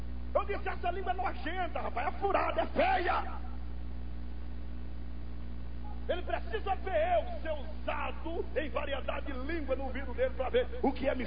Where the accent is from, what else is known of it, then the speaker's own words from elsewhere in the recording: Northeast Region, Brazil; No Nordeste, que é a minha terra, nem quero lhe contar como que era desgraça.